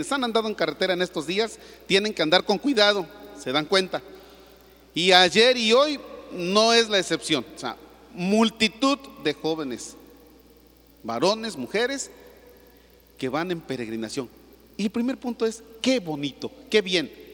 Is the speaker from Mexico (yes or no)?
yes; Mexico; muchos que en estos días andamos en la peregrinación, no necesariamente estamos siendo buenos mexicanos.